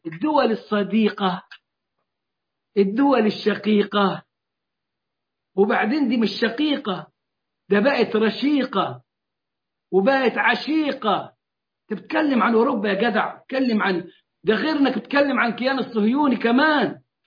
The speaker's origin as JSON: {"language": "Arabic", "country": "Egypt", "said": "وتحالفنا احنا كمصريين معهم، وكنا في المقدمة واغلب الضحايا كانوا من المصريين"}